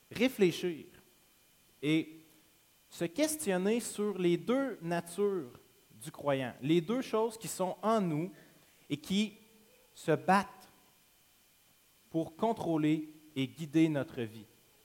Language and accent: French; Quebec, Canada; je viens de la région de Trois-Rivières, Shawinigan, les environs. J'ai grandi pendant toute mon enfance.